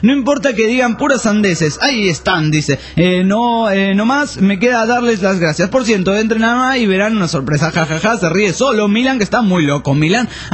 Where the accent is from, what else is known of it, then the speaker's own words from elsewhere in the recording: Brazil; Spanish is a second language; soy de Brasil. Estoy oyendo a radio en este momento